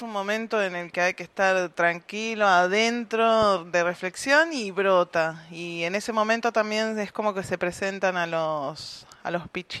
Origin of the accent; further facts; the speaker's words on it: Buenos Aires, Argentina; Para mí fue importante porque yo soy nacida y criada en Capital Federal. Vengo acá hace 4 años.